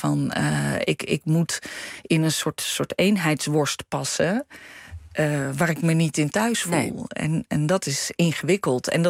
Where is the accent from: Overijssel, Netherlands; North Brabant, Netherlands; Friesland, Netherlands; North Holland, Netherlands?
North Brabant, Netherlands; Breda; Wij komen uit Breda en toen hadden we zoiets, we willen iedereen de kans geven om een keer te komen.